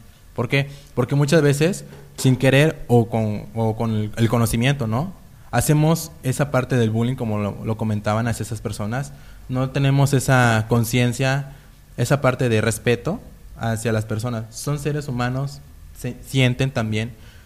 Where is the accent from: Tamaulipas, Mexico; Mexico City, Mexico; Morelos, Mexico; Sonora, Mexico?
Morelos, Mexico; Zacatepec; En este caso yo vengo del municipio de Zacatepec.